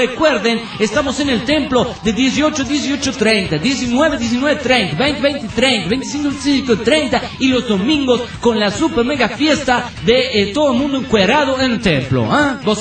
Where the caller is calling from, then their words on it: Tarija, Bolivia; Antes, un saludo para todos los tarijeños.